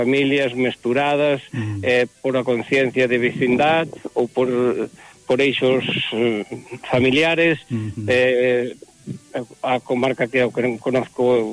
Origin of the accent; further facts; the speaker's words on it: Galicia, Spain; dicennos que somos os portugueses do norte. Eu digo que eles son os galegos do sur.